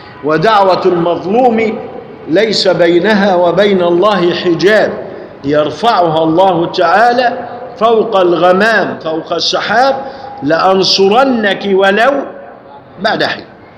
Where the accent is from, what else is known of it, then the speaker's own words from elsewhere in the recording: Egypt; لذلك الجماعة لما عندنا في مصر لما يقرأ الآيات القرآنية